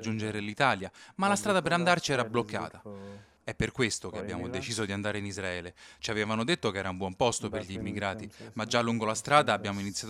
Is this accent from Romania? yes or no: no; Eritrea; Italian is a second language; moved away as an adult; vengo dall'Eritrea, ho 30 anni. Ho lasciato il mio paese 3 anni fa e sono andato in Sudan.